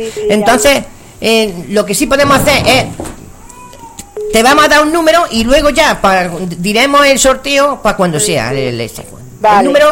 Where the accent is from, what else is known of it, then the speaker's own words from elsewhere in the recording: Bailén, Andalusia, Spain; Yo que soy ciudadana de Bailén